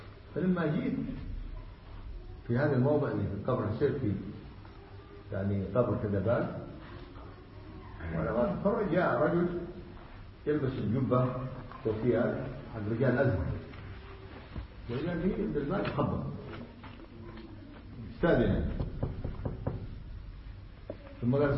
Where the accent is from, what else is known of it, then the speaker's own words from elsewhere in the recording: Yemen; also born or lived in Saudi Arabia; نعم أنا جاي من السعودية، إيش فيها؟ أنا أصلي يمني، قلت أنا جاي من اليمن أول قبل السعودية.